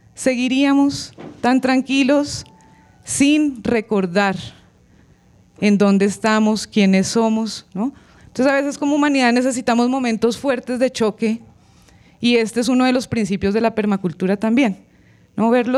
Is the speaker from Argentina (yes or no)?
no; Choachí, Cundinamarca, Colombia; vengo desde Choachí